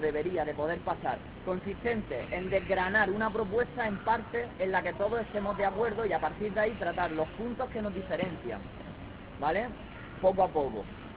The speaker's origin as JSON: {"language": "Spanish", "town": "Almería", "region": "Andalusia", "country": "Spain", "said": "de Almería."}